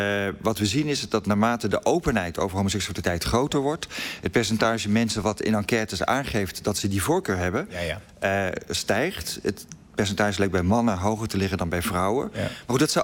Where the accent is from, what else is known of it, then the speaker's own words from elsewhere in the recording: Netherlands; We denken heel vaak, wij zijn liberaal, wij zijn modern, wij zijn Nederlanders en we zijn altijd verlicht geweest.